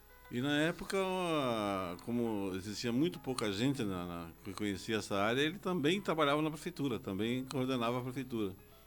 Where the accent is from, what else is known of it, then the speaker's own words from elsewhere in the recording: Foz do Iguaçu, Paraná, Brazil; Eu nasci em Foz do Iguaçu em 51, mas a origem da minha família vem pelo meu avô materno … que veio para Foz do Iguaçu em 1903.